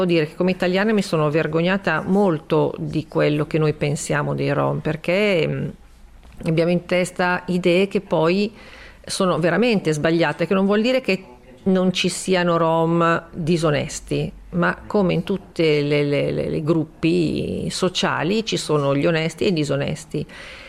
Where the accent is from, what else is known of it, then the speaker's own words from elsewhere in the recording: Milan, Lombardy, Italy; io che comunque da milanese. Un po' borghesotta in un certo senso